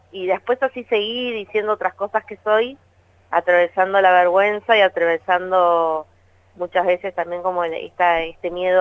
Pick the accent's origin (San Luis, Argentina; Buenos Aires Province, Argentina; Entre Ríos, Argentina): Buenos Aires Province, Argentina; Punta Alta; soy de una ciudad que es cercana a Bahía Blanca, está más Punta Alta, y así que bueno, viví ahí.